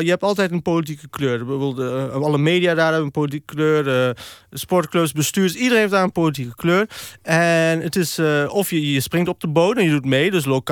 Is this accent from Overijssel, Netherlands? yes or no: yes; Deventer, Overijssel, Netherlands; Ja, nee, ik ben Deventenaar.